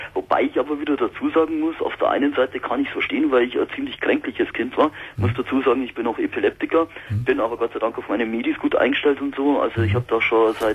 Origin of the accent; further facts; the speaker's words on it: Ingolstadt, Bavaria, Germany; Also ich bin aus Ingolstadt und fahre dann mit dem Zug nach München zum Arbeiten.